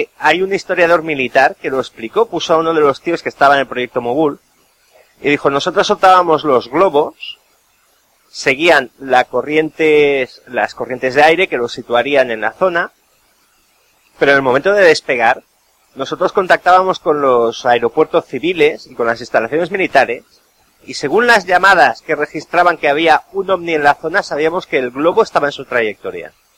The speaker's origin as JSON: {"language": "Spanish", "region": "Catalonia", "country": "Spain", "said": "Yo soy catalán"}